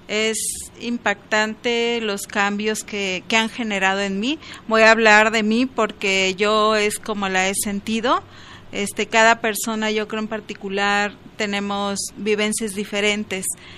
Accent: Escuinapa, Sinaloa, Mexico; born there; also born or lived in Culiacán; now in Guadalajara, Mexico; Yo soy nacida en el estado de Sinaloa. Originalmente nací en Escuinapa, un pueblo pues ya grande actualmente, con mucho mango, mucho camarón, mucha pesca, mucha playa.

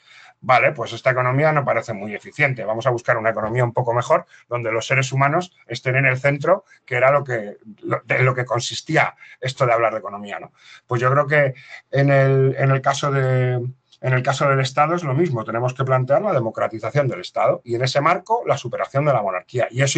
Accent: Spain; como los españoles somos tan díscolos y nos peleamos entre nosotros

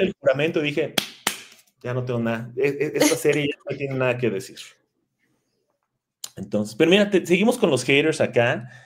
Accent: Mexico; soy mexicano, sino porque yo tengo sangre maya. O sea, mi abuelita y mi mamá hablan maya.

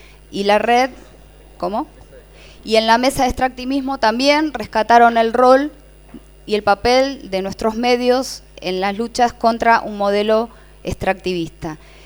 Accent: Morón, Buenos Aires Province, Argentina; hay registro de medios en el municipio de Morón, por ejemplo, que es de donde yo vengo.

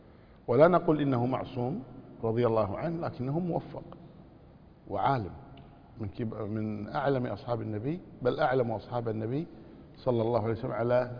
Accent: Kuwait; عندنا في الكويت كنا نقول باب أبو خوخة

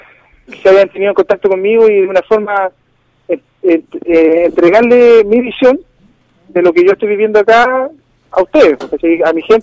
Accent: La Ligua, Valparaíso, Chile; born there; Yo nací en La Ligua, sí, nací en La Ligua.

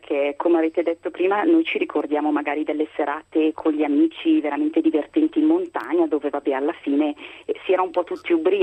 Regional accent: Lombardy, Italy; che si usa almeno qui dalle mie parti, in Lombardia molto

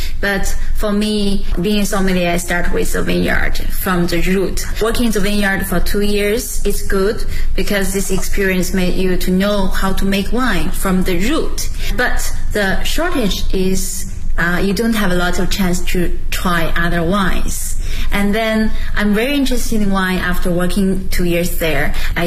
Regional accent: Shijiazhuang, Hebei, China; English is a second language; now in Beijing, China; I'm originally from Hebei province and the Shijiazhuang city, the capital of the Hebei province. And right now I'm working in Beijing

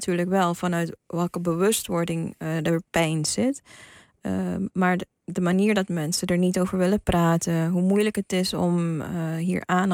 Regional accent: Suriname; Ik ben inderdaad van 1990, ik ben in Suriname opgegroeid, in een heel onbevangen omgeving

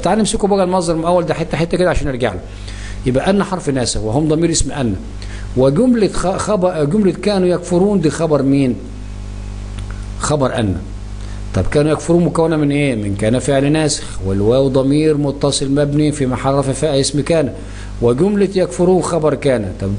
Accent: Egypt; مصر التي يقصد بها بلادنا مصر

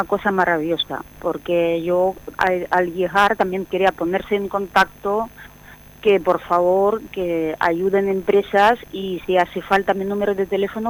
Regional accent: Zaporizhzhia, Zaporizhzhia Oblast, Ukraine; Spanish is a second language; moved away as an adult; porque yo soy de Zaporizhia, y resulta que en un equipo de balonmano en Zaporizhia estaba un jugador español

